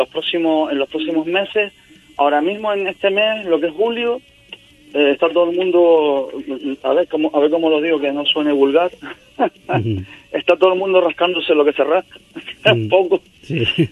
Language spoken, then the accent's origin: Spanish; Canary Islands, Spain; yo soy gran canario